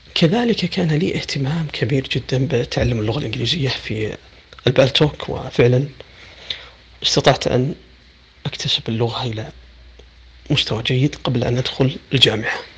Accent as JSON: {"language": "Arabic", "town": "Riyadh", "region": "Riyadh Province", "country": "Saudi Arabia", "tie": "born or raised there", "said": "من محافظة فيفا جنوب السعودية، لكن الولادة والنشأة والدراسة والإقامة في الرياض، من مواليد 1405 في شهر 8 الموافق 1985 ميلادي"}